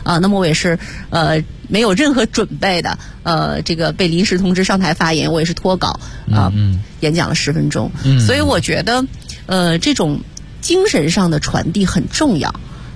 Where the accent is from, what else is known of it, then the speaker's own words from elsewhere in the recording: China; 我们都不要忘记我们是中国人